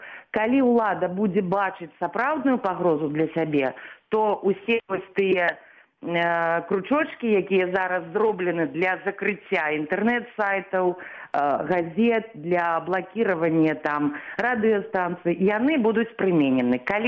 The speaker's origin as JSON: {"language": "Belarusian", "region": "Minsk", "country": "Belarus", "tie": "born there", "said": "я нарадзілася ў Мінску, закончыла Беларускі дзяржаўны універсітэт, факультэт журналістыкі."}